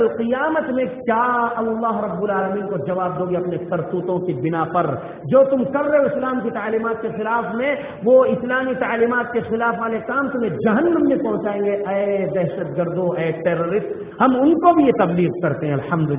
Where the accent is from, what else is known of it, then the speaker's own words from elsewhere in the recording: India; O Indians, I am also Indian, الحمد للہ. اے ہندوستانیوں، میں بھی ہندوستانی ہوں، میں ہندوستانی مسلمان ہوں الحمد للہ.